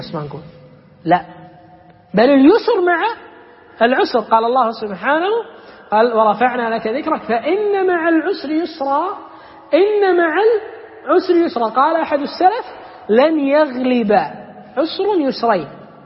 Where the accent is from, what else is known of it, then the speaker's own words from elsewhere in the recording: Kuwait; إحنا عندنا بالكويت اليوم لما جاء الغزو